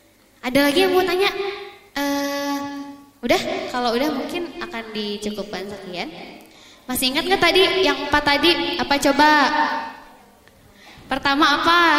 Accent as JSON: {"language": "Indonesian", "town": "Majalengka", "region": "West Java", "country": "Indonesia", "said": "Saya dari Majalengka Teh ya, salam kenal."}